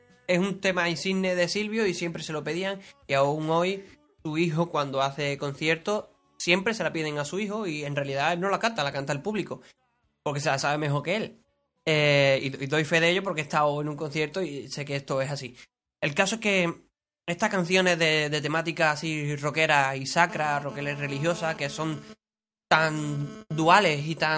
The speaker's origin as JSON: {"language": "Spanish", "town": "Seville", "region": "Andalusia", "country": "Spain", "said": "a los que somos de aquí de Sevilla"}